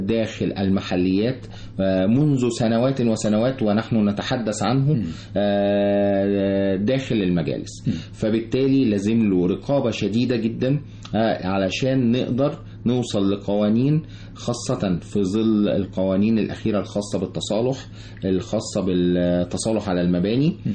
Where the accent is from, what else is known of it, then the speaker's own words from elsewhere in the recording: Egypt; أنا مواطن مصري ذو خبرة في مجال معين